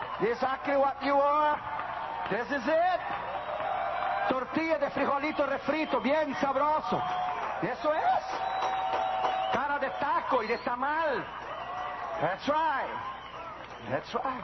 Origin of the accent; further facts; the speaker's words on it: Brazil; now in United States; Yo me hice ciudadano de los Estados Unidos de América, pero me hice por conveniencia. Un papel a mí no se naturaliza el corazón. Yo soy brasileño